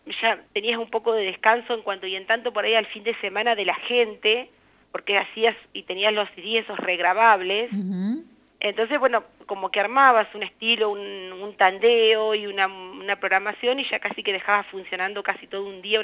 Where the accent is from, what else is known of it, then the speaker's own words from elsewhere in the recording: Eduardo Castex, La Pampa, Argentina; born there; vivo en Eduardo Castex. Soy nacida en Castex